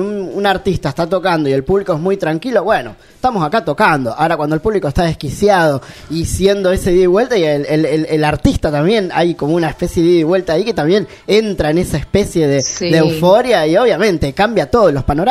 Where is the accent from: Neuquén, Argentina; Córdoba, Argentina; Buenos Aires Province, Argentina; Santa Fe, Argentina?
Santa Fe, Argentina; Rosario; now in Buenos Aires, Argentina; soy rosarino, pero hace 30 años que vivo acá en Cava.